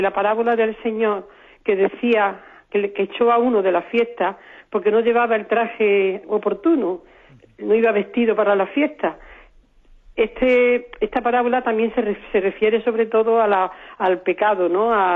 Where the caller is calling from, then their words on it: Córdoba, Andalusia, Spain; de Córdoba.